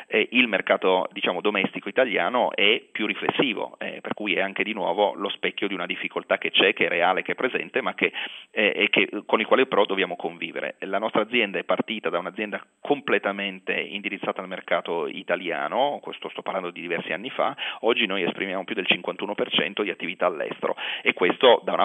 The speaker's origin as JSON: {"language": "Italian", "town": "Turin", "region": "Piedmont", "country": "Italy", "said": "come noi siamo di Torino"}